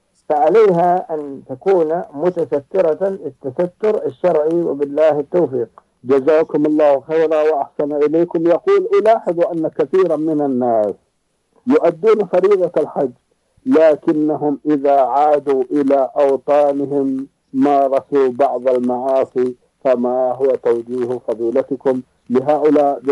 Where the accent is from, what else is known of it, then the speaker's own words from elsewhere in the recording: Saudi Arabia; كما هو موجود عندنا في المملكة العربية السعودية